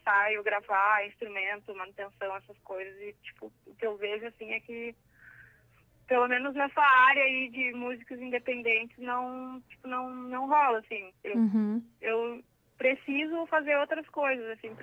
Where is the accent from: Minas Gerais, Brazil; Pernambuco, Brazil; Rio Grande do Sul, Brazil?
Rio Grande do Sul, Brazil; Rio Grande; now in Porto Alegre, Brazil; Daí, eu sou de Rio Grande, né, comecei lá.